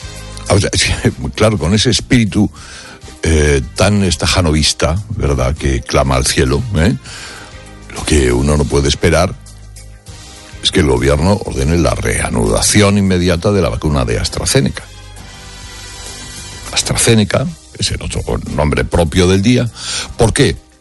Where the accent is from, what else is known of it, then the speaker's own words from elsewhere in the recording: Cuevas de la Almanzora, Andalusia, Spain; bañándose en mi pueblo, en la playa de Cuevas de la Almanzora. Palomares es una pedanía de Cuevas.